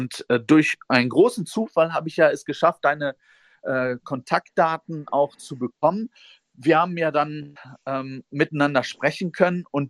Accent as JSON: {"language": "German", "country": "United States", "lives_now": "Germany", "said": "Und ich komme ja aus Amerika, ich lebe hier"}